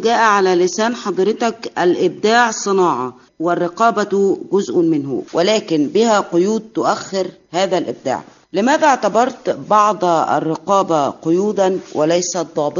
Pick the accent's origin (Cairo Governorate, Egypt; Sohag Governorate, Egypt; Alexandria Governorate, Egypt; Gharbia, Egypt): Cairo Governorate, Egypt; Shubra; أنا من شبرا، وشبرا بتاعتنا هي اللي كنا بنروح فيها سينما الحي،